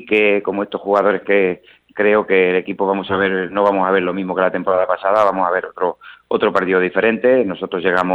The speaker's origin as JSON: {"language": "Spanish", "town": "Talavera de la Reina", "region": "Castilla-La Mancha", "country": "Spain", "said": "y queremos ver ganar a nuestro equipo, que para eso somos socios y somos gente de Talavera."}